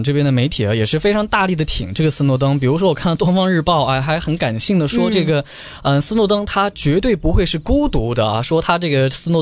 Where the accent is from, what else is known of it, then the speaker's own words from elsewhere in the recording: China; 我们作为中国人